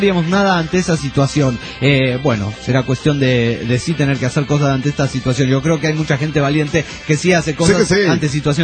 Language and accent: Spanish; Juliaca, Puno, Peru; de Perú, Juliaca.